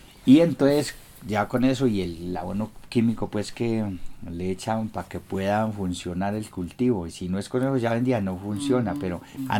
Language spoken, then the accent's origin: Spanish; Guarne, Antioquia, Colombia; born there; No, nací en Guarne y en este momento cumplí los 50.